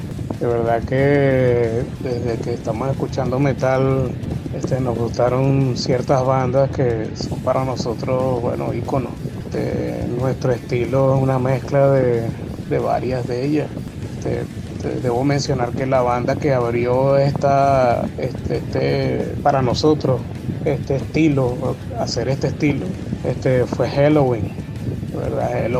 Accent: Santiago, Santiago Metropolitan Region, Chile; allá de Santiago, de Chile. Un placer estar en tu radio.

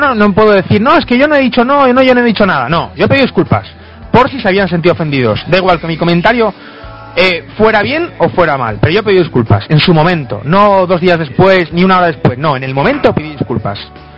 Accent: Galicia, Spain; son un clan vasco, nosotros somos gallegos

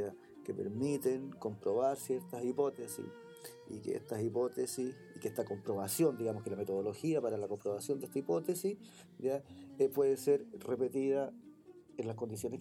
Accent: Chile; O sea, por ejemplo, en mi edificio, yo creo que la mitad somos chilenos, la otra mitad somos inmigrantes.

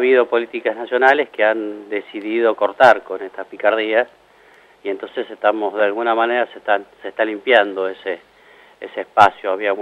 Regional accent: Morón, Buenos Aires Province, Argentina; No, yo no soy de Moreno, soy de Morón.

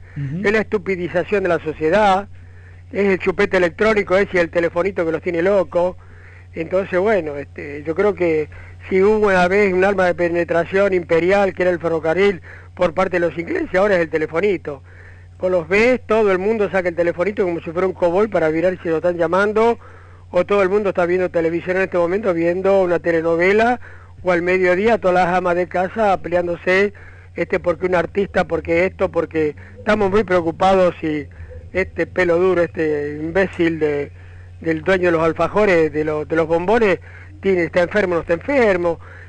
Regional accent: Córdoba, Argentina; como yo soy de Córdoba

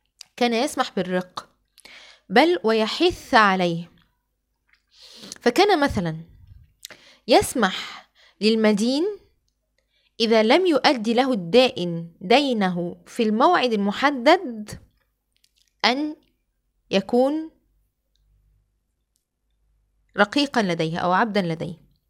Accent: Alexandria, Alexandria Governorate, Egypt; مسارح رومانية عندنا في الإسكندرية

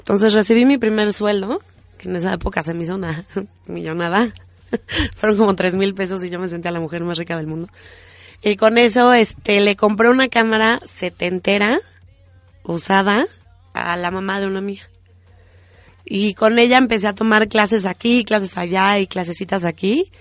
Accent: Mexico; México es un gran país y cada vez que decimos somos mexicanos, la gente te recibe con los brazos abiertos.

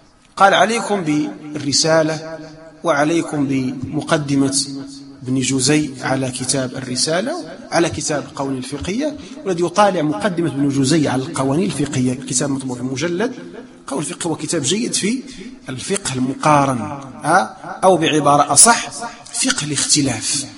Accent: Morocco; لا ندرس الآن عندنا في المغرب.

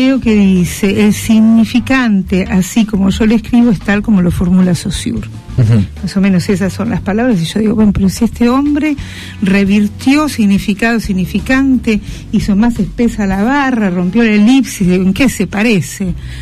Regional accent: Argentina; now in Brazil; Yo soy argentina, nacionalizada brasilera. Estoy aquí, en San Isidro, y hace 23 años que vivo en el Brasil. Soy psicoanalista.

